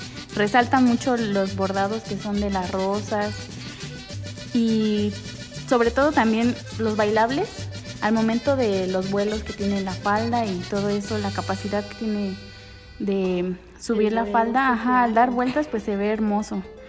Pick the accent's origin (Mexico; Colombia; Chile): Mexico; es lo que nos hace sentir parte de, como la identidad que tenemos como mexicanos